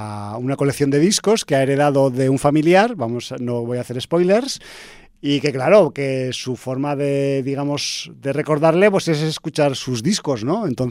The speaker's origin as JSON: {"language": "Spanish", "region": "Aragon", "country": "Spain", "said": "Y yo, que soy un cabezón, que soy de Aragón"}